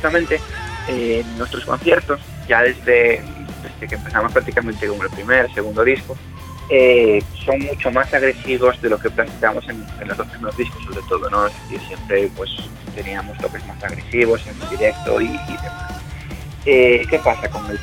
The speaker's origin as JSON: {"language": "Spanish", "region": "Galicia", "country": "Spain", "said": "son de un pueblo muy cerca de mi pueblo. Y bueno, lo que te comentaba en cuanto a la calidad de Galicia, pues si te soy sincero, supongo que estamos tan lejos que no podremos hacer más que unirnos entre nosotros"}